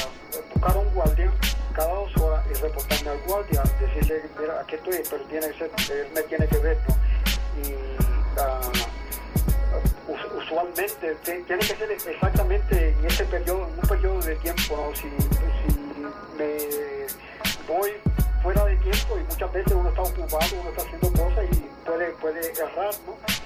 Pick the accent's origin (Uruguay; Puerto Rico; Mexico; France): Puerto Rico; soy un boricua que escogí luchar por la independencia de Puerto Rico. Amo a mi patria.